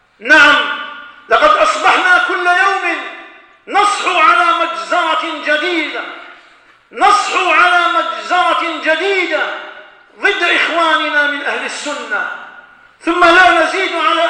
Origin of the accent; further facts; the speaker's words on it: Algeria; ونذر الخطر تدق أجراسها في بلادنا الجزائر هنا وهناك